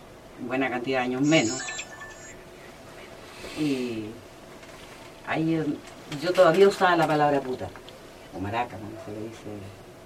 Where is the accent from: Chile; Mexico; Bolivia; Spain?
Chile; Soy chilena, pues, me encontré en Perú